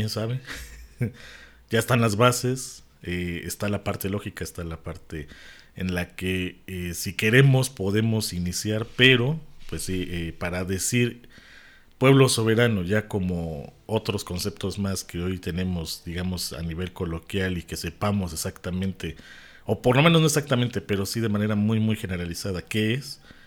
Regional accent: Mexico; yo soy mexicano y mexica, yo soy mexicano, maya

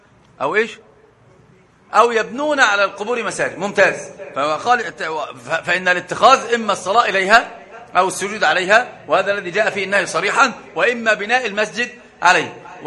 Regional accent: Egypt; عندنا في مصر مثل عجيب

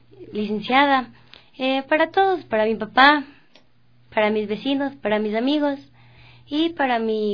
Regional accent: Quito, Pichincha, Ecuador; Sí, soy de Quitumbe.

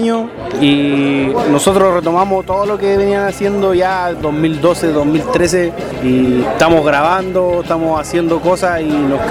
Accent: Tocopilla, Antofagasta, Chile; now in Iquique, Chile; venimos de Tocopilla, de la tierra de Alexi

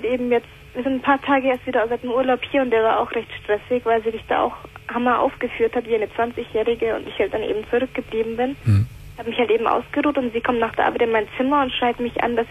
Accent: Italy; ich bin Italienerin, mein ganzes Rudel ist groß.

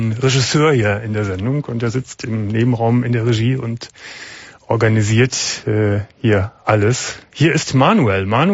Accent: Gummersbach, North Rhine-Westphalia, Germany; Ich komme aus dem Land, kann man das nicht sagen, aber aus einer kleinen Stadt im Oberbergischen, aus Gummersbach.

